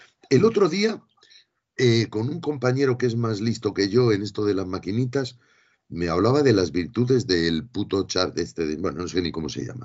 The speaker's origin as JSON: {"language": "Spanish", "town": "Madrid", "region": "Community of Madrid", "country": "Spain", "said": "Me había puesto a nacer en Almería cuando yo soy de Madrid."}